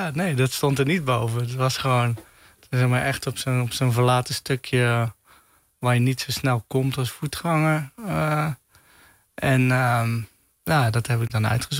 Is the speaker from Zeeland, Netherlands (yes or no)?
yes; Tholen, Zeeland, Netherlands; Zeg maar, waar ik opgroeide op het eiland Tholen.